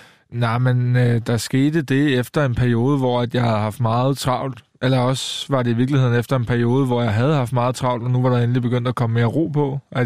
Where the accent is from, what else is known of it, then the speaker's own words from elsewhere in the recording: Køge, Zealand, Denmark; og i Køge, hvor jeg kommer fra, der var jeg den yngste